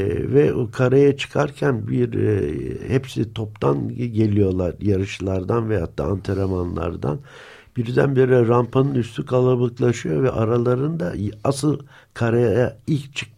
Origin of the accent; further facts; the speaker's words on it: Istanbul, Turkey; İstanbulluyum. Deniz kenarında doğdum. Suadiye'de. Yüzmeyi kendi başıma öğrendim.